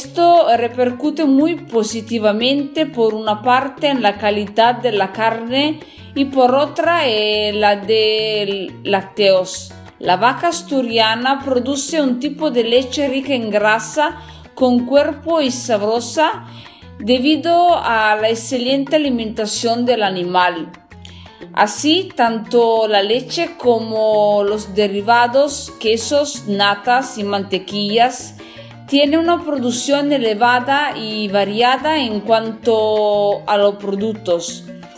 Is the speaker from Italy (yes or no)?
yes; northern Italy, Italy; Spanish is a second language; soy italiana del norte de Italia, soy una cocinera, trabajo, estudio para aprender más sobre este trabajo, estudio español por el mismo y me perdonen si voy a hacer un poco de mala pronunciación.